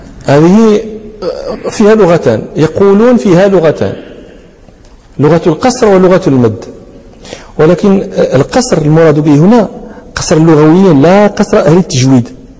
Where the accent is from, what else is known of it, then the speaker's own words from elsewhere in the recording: Morocco; أهل البدو عندنا في المغرب، في بعض نواحي المغرب